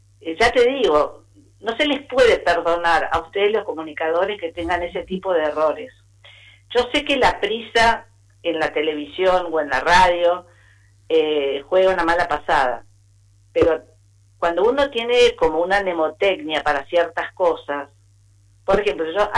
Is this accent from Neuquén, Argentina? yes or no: no; Buenos Aires, Argentina; en el colegio al que asistí, en Buenos Aires, porque yo soy de Buenos Aires.